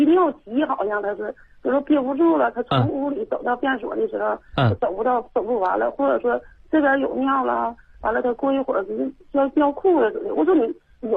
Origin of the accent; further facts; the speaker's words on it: Fushun, Liaoning, China; 家是抚顺市的。